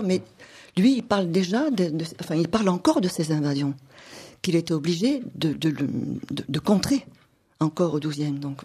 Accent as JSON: {"language": "French", "region": "Provence-Alpes-Côte d'Azur", "country": "France", "said": "puisque moi je suis provençal."}